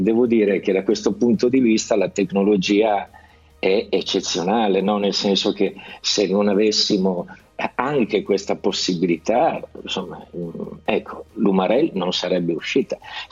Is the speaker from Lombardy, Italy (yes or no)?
yes; Lombardy, Italy; accent: Milanese; poi fatto scattare la cosa del milanese, cioè del dialetto. Io tra l'altro non avevo mai cantato nel mio dialetto